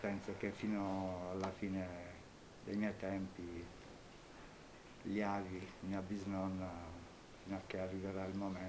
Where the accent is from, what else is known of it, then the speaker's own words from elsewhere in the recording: Matera, Basilicata, Italy; Insomma, io vengo da Matera, sono nato a Matera.